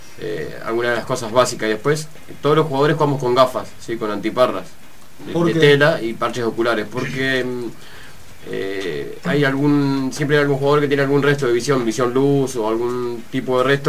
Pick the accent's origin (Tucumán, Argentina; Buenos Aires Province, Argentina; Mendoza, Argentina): Buenos Aires Province, Argentina; Mar del Plata; De Mar del Plata.